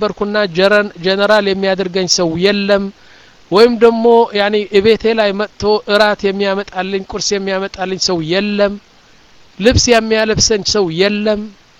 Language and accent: Amharic; Mendefera, Southern Region, Eritrea; አሁን መንደፈራ የምትባለው ከተማ እኔ ያደኩባት 50 ሺህ ሰዎች ያሏት ነው ዋና ከተማ አይደለችም ያኒ ትንሽ ከተማ ነች እዛ ነው ያደኩት